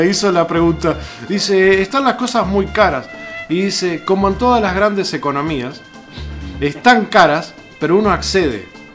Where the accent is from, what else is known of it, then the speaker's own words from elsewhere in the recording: Uruguay; nosotros tenemos que sentirnos orgullosos como uruguayos